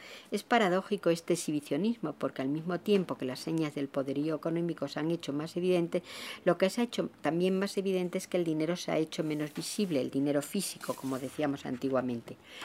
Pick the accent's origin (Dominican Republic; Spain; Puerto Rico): Spain; Extremadura; Yo me acuerdo de chica que los grandes terratenientes de mi tierra, de Extremadura, nunca decían que eran ricos